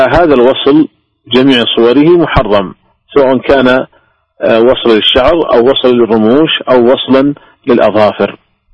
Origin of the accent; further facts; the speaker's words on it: Saudi Arabia; وحتى عندنا في المملكة العربية السعودية منعته رسميا وزارة التجارة